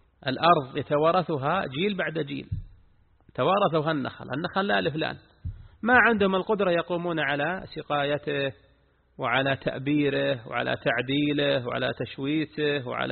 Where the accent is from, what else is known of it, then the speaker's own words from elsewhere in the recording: Al-Qassim, Saudi Arabia; هذا وجد عندنا، نعم عندنا في القصيم وجد من يقضبون الملك بالربع ثلاثة أرباع